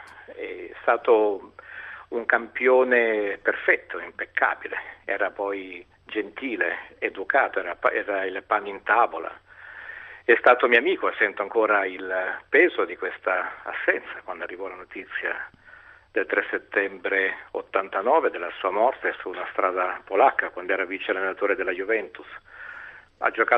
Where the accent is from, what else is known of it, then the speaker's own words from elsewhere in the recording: São Paulo, Brazil; quando ero bambino in Brasile a San Paolo e giocavo con i miei coetanei che erano ebrei, musulmani, mulatti, giapponesi ed ero figlio di immigranti italiani.